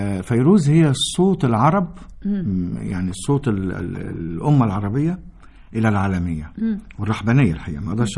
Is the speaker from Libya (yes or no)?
no; Egypt; احنا كمصريين جيناتهم مش هتتغير اصلا